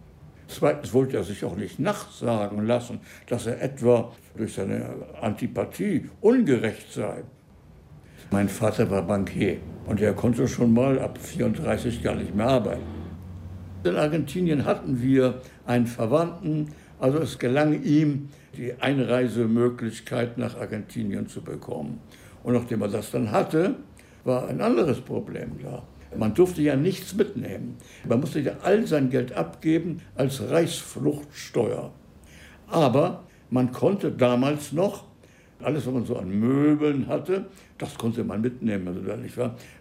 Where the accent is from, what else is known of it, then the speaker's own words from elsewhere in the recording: Hamburg, Germany; born there; Ich bin in Hamburg geboren.